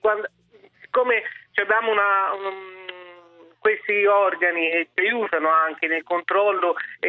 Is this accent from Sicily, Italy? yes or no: no; Florence, Tuscany, Italy; Io vengo da Firenze